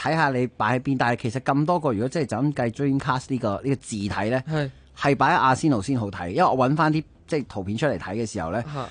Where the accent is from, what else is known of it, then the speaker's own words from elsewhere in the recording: Hong Kong; 咁、但係當然亦都即係作為香港人，咁啊亦都對於中文字咧係特別敏感嘅。